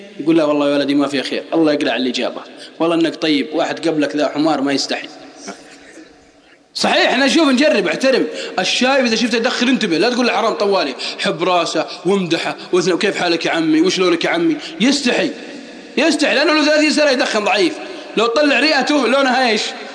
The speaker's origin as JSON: {"language": "Arabic", "region": "Al-Qassim", "country": "Saudi Arabia", "said": "والله أني أعرف ناس عندنا في القصيم شباب في سن الزهور"}